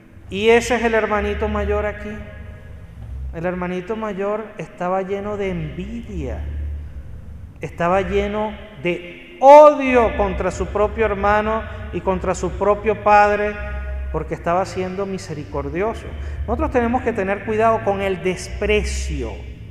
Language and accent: Spanish; Venezuela; así dicen allá en Venezuela de donde yo vengo